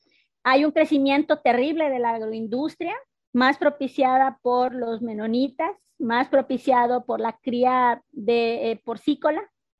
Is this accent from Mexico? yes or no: yes; Felipe Carrillo Puerto, Quintana Roo, Mexico; Yo soy de Nojca, Santa Cruz, Balamná, Campo Colchén. Actualmente se llama Felipe Carrillo. Nuestra cultura maya, soy una mujer maya Masehual.